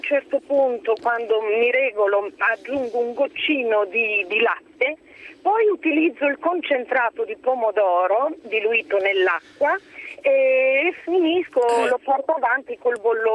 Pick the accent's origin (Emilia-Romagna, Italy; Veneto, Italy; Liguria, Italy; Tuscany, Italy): Emilia-Romagna, Italy; Malalbergo; now in Jesi, Italy; perché sono originaria di Malalbergo, nella provincia di Bologna.